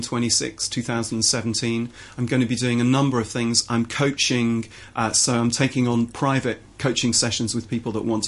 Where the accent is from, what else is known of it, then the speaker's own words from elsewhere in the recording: England, United Kingdom; I will unashamedly sing in an English way because I'm an English guy.